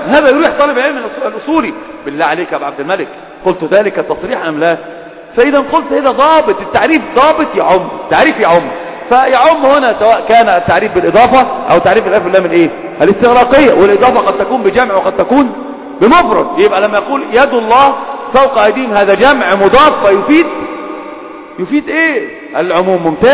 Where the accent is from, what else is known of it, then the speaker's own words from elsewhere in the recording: Alexandria, Alexandria Governorate, Egypt; احنا انا اسكندراني لما اتكلم عارف، لما اتكلم بقول بنتفش، احنا رايحين احنا جايين، وانا الواحد هو دي لغتنا،